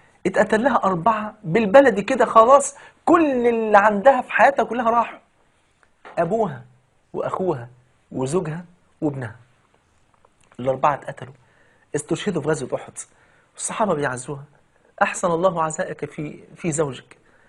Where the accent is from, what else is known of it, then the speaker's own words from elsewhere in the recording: Egypt; وطبعا يعني المثل البلدي عندنا في مصر يقول لك